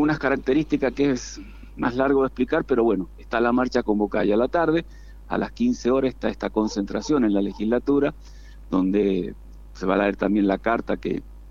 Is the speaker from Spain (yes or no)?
no; Argentina; como ciudadanos, como argentinos, como militantes, como gente que está acá